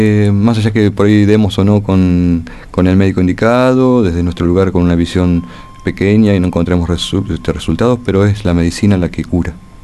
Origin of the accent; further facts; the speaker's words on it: La Plata, Buenos Aires Province, Argentina; Soy platense.